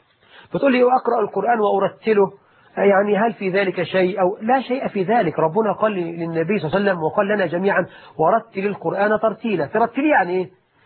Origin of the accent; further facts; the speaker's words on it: Egypt; اللهم اجعل بلدنا مصر آمنة مطمئنة